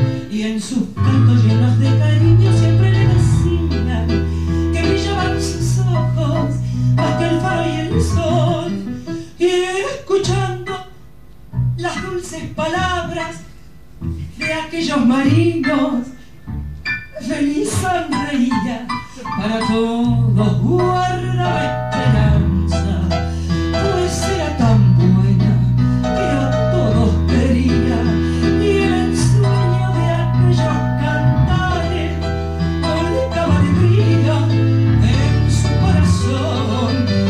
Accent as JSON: {"language": "Spanish", "country": "Argentina", "said": "Y como decimos en mi país, ¿eh? A algún argentino le sonará la expresión."}